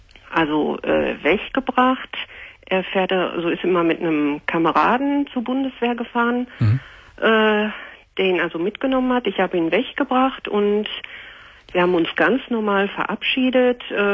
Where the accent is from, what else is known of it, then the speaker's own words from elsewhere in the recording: North Rhine-Westphalia, Germany; Ich komme also hier aus dem Ruhrgebiet.